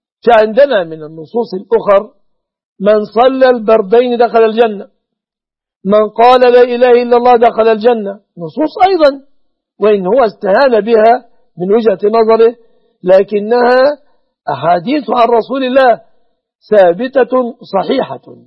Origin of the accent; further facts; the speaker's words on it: Egypt; وأسأل الله أن يصرف عن بلادنا مصر، عن بلاد المسلمين، كل مكروه وكل سوء